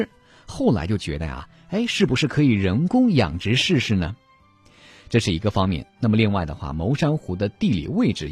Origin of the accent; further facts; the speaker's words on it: Ningbo, Zhejiang, China; 咱们宁波人呢虽然爱吃蟹，但是呢宁波并不是大闸蟹的主产区